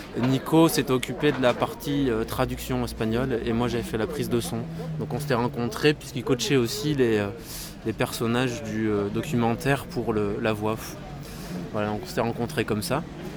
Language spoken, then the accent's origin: French; France; now in Belgium; Moi, pour ma part, je suis français d'origine